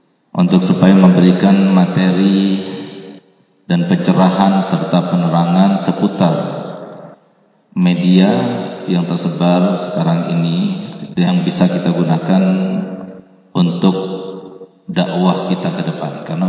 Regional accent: Aceh, Indonesia; walaupun saya orang Aceh, tapi saya tidak mau dikatakan orang desa.

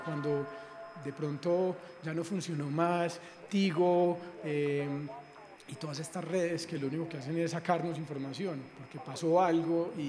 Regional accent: Colombia; Como de cómo operamos como seres humanos, como colombianos hoy

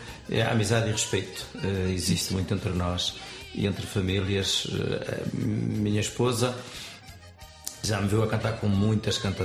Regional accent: Norte, Portugal; tenho muito orgulho também de ser de onde sou

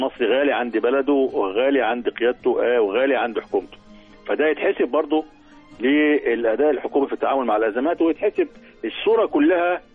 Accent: Egypt; مركزين معانا في الأحداث الموجودة عندنا في مصر وخصوصا في القناة.

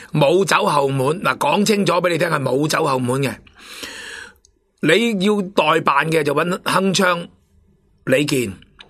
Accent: Hong Kong; 咁唯有我哋香港人靠自己啦。

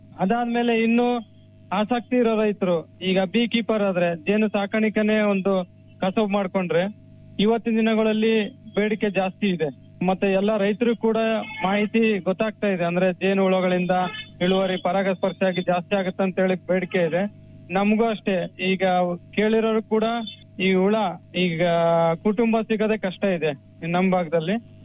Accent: Vanadurga, Karnataka, India; ನಾನೊಬ್ಬ ಕೃಷಿ ಪದವೀಧರ. ನನ್ನ ಊರು ಬಂದ್ಬಿಟ್ಟು ವನದುರ್ಗ ಗ್ರಾಮ, ಶಾಪುರ ತಾಲೂಕು, ಯಾದಗಿರಿ ಜಿಲ್ಲೆಯಿಂದ.

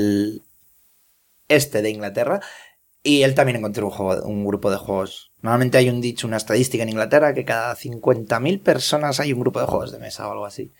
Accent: Aragon, Spain; moved away; me voy a dar el lujo de organizar en mi pueblo perdido de la mano de Dios en Zaragoza una quedada con frikis de toda España si puedo

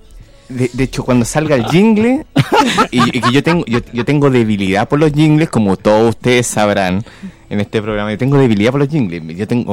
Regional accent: Maipú, Santiago Metropolitan, Chile; born there; Yo nací en Maipú, sí. un lugar que quiero mucho.

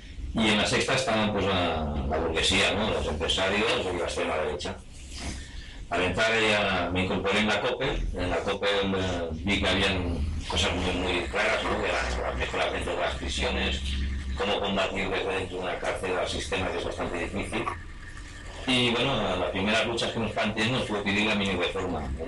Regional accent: Vic, Catalonia, Spain; vengo desde Vic, un pueblo de Barcelona

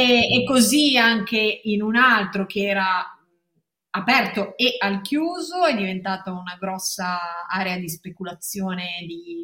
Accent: Loano, Liguria, Italy; also born or lived in Genoa; io sono cresciuta a Loano, ho vissuto lì fino ai 19 anni, 18-19 anni, quando sono poi andata a Genova all'università, quindi sono molto legata anche a Loano.

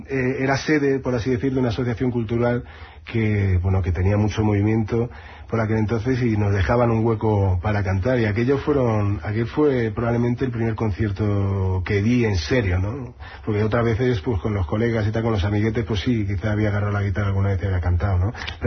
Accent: Madrid, Community of Madrid, Spain; No, no, soy de Madrid, pero de Brasil he escuchado muchas cosas que me han gustado y que he incorporado a mi música

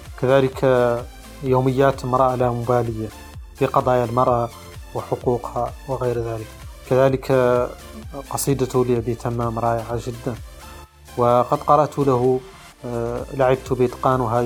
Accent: Mauritania

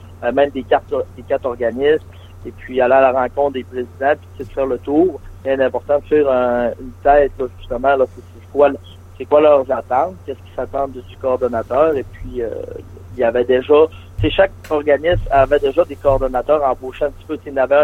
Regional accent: Dolbeau-Mistassini, Quebec, Canada; Oui, je suis de Dolbeau-Mistassini.

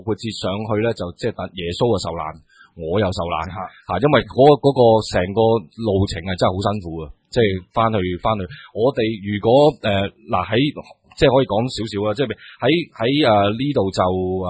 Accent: Liaobu, Guangdong, China; 我乡下喺寮埠，咁然之后喺樟木头

